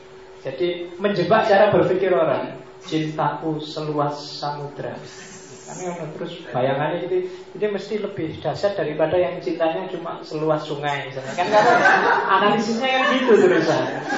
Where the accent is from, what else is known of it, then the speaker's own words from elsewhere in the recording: Mojokerto, East Java, Indonesia; Di tempat saya aslinya Mojokerto, zaman saya kecil itu orang sakit apapun datangnya ke mantri.